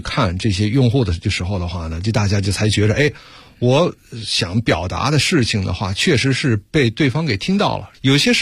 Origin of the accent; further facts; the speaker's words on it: Beijing, China; 是 PlayStation 中国业务的负责人。大家听我讲话呢，可能不太以为我是一个外国人哈，实际我呢本人是在北京长大的，当时呢是一个小外，现在是一个老外了。